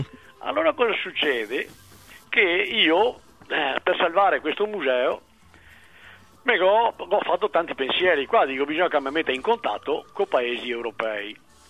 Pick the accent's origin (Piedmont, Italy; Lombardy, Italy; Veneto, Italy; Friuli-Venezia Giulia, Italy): Veneto, Italy; e mi sono Veneto, scrivo in Veneto